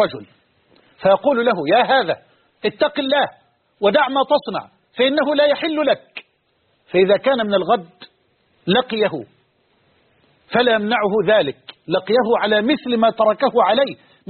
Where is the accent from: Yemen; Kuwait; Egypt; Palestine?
Egypt; وأسأل الله أن يجعل بلدنا مصر أمنا أمانا سخاء رخاء